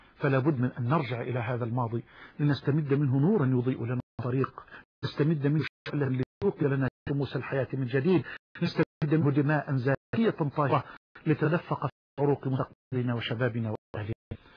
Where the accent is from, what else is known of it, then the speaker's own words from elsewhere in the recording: Egypt; وأسألك يا ربنا أن تجعل بلدنا مصر واحة للأمن والأمان